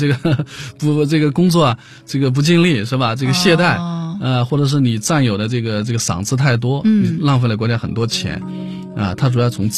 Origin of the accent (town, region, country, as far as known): China